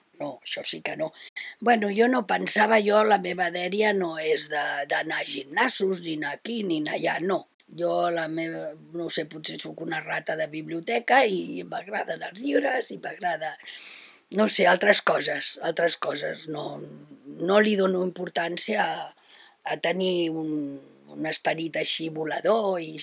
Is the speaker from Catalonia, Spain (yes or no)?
yes; Barcelona, Catalonia, Spain; tinc 72 anys, sóc de Barcelona i la meva vida laboral ha estat bastant extensa.